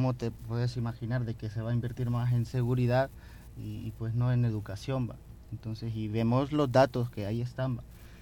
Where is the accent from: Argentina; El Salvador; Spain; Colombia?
El Salvador; todo el contexto histórico que hemos venido viviendo como sociedad salvadoreña